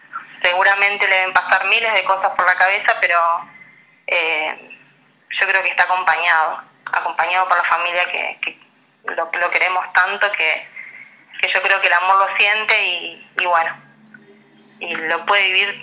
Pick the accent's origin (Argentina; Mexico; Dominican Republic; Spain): Argentina; Paso de los Libres, Corrientes; born there; now in San Lorenzo, Argentina; Nosotros con mi hermana somos nacidas en Paso de los Libres y ya mi hermano nació en Rosario.